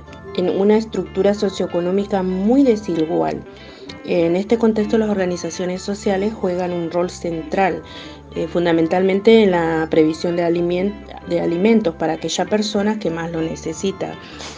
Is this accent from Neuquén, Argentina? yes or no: yes; Neuquén, Argentina; soy de Barrio 7 Mayo, de Neuquén Capital.